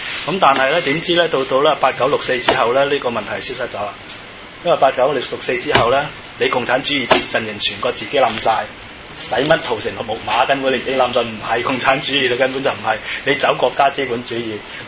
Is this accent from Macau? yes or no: yes; Macau; 其實我哋澳門人都心驚膽戰，因為我都喺香港讀過書啊